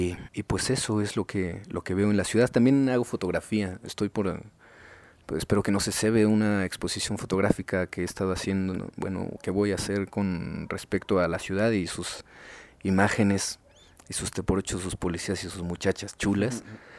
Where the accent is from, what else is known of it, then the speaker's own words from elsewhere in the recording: Iztapalapa, Mexico City, Mexico; yo nací en Iztapalapa, bueno, nací en un hospital que estaba en Coyoacán, pero pues yo vivo en Iztapalapa desde toda la vida, ¿no? Siempre me he movido de Chantes, he vivido por Canal de Chalco, en San Lorenzo Texonco